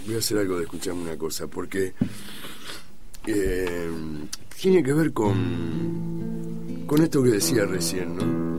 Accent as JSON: {"language": "Spanish", "country": "Argentina", "said": "Pero yo hablo de nosotros, ¿no? En realidad, no hablo de los uruguayos, hablo de nosotros, los argentinos."}